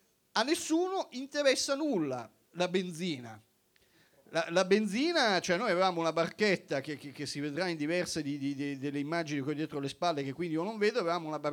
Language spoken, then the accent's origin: Italian; China; perché sono cinese e a me interessano molto